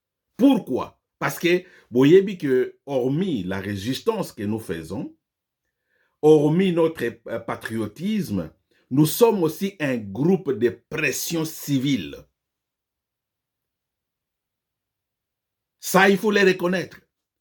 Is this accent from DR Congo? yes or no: yes; DR Congo; Moi, je suis Congolais, 100%.